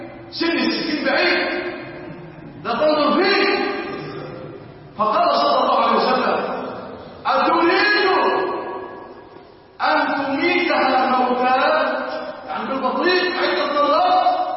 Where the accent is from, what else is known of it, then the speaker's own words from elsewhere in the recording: Egypt; كل يوم كل ليلة ونحن نرجع في بلادنا مصر